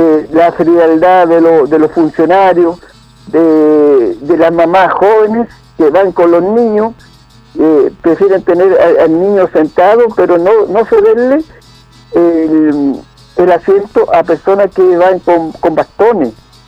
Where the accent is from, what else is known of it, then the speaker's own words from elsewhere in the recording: Chile; como buen chileno, la talla